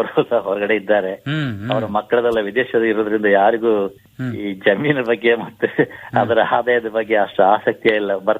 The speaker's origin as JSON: {"language": "Kannada", "town": "Hodduru", "region": "Karnataka", "country": "India", "tie": "born there", "said": "ನಾನು ಹುಟ್ಟಿದ್ದು ಹೊದ್ದೂರು ಗ್ರಾಮ, ಮಡಿಕೇರಿ ತಾಲೂಕು. ಮತ್ತೆ ಪ್ರಾಥಮಿಕ ಶಿಕ್ಷಣ ಎಲ್ಲ ಹೊದ್ದೂರು ಸರ್ಕಾರಿ ಶಾಲೆಯಲ್ಲಿ"}